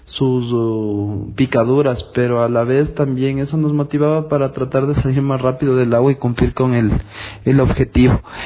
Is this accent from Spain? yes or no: no; Quito, Pichincha, Ecuador; tengo 34 años, soy de Quito y soy para triatleta o triatleta con discapacidad física.